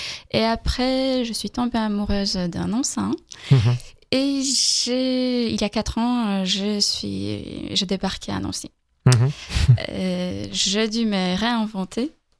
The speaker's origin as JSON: {"language": "French", "country": "Poland", "second_language": "French", "said": "J'ai un petit accent, je suis polonaise."}